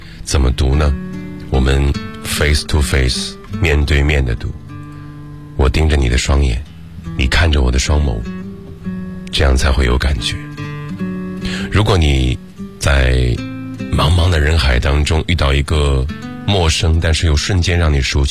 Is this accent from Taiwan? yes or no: no; Shandong, China; 如果我不来到北京，如果我大学毕业就留在了我的故乡山东